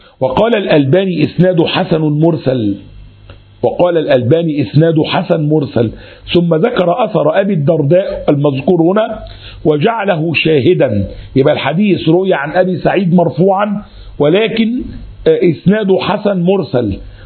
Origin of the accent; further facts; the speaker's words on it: Egypt; حتى لما تيجي الكلام ده موجود عندنا في مصر عن كثير من البلدان الأخرى